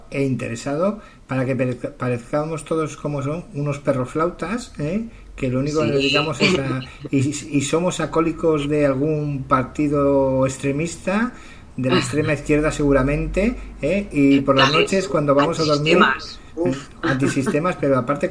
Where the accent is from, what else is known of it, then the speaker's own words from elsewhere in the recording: Spain; yo no soy proetarra, soy más español que español, de toda la puta vida